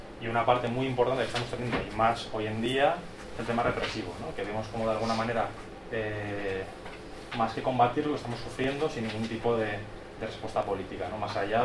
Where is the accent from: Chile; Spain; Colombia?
Spain; Barcelona, Catalonia; de Barcelona. Soy un de Acción Libertaria de Sants, Asamblea de Lleida, anarquista de Cataluña.